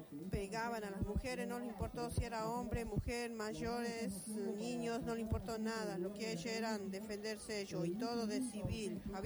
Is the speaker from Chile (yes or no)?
no; San Salvador de Jujuy, Jujuy, Argentina; venimos desde San Salvador de Jujuy, de la provincia.